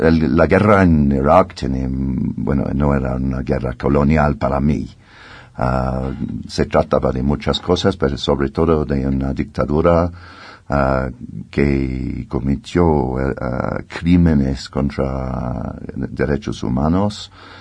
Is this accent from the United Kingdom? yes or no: yes; United Kingdom; Spanish is a second language; incluso mi país, soy británico, y teníamos nuestro imperio en la historia